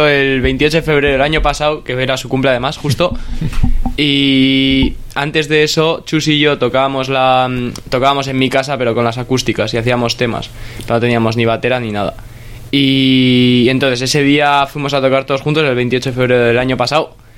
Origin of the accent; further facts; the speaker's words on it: Getxo, Basque Country, Spain; Yo soy de Guecho.